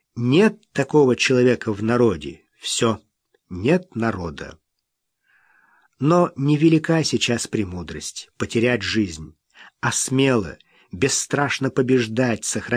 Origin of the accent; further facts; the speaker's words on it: Tsugol, Zabaykalsky Krai, Russia; Все детство мое прошло в Забайкалье, в Читинской области, в бурятском поселке Цугульский Дацан. Его еще называют для краткости Ц-Дацаном.